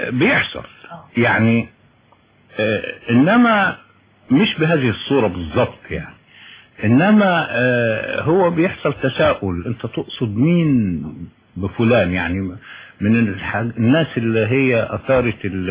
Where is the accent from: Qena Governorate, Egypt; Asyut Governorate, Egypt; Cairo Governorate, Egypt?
Qena Governorate, Egypt; Qena; انا ولدت ونشأت في قنا، بس انا مش قروي يعني، والدي من قرية في تابع مركز دشنا يعني، لكن انا تربيت في قنا مدينة